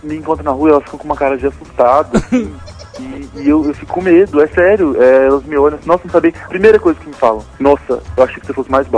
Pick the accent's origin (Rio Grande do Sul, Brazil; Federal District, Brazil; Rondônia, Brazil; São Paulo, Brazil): Federal District, Brazil; Brasília; É porque Brasília não tem uma identidade própria, né?